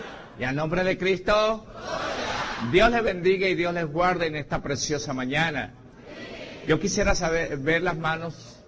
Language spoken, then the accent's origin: Spanish; Boconó, Trujillo, Venezuela; now in Caracas, Venezuela; yo soy de Boconó, Estado Trujillo, llegué a Caracas en el año 76, no, perdón, en el año 76 fue que tuve el accidente. Llegué a Caracas en el año 70, pero aproximadamente, en el año 70. Y bueno, venía de una religión bastante diferente